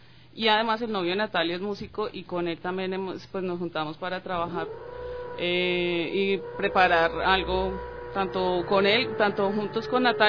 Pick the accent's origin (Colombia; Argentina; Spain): Colombia; Bogotá; Yo soy de Bogotá y voy a vivir a establecerme en Buenos Aires, entonces sí vengo bajando desde Colombia.